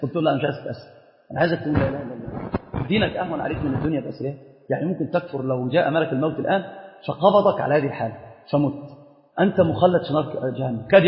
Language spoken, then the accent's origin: Arabic; Upper Egypt, Egypt; فأنا صعيدي، والله صعيدي، أنا صعيدي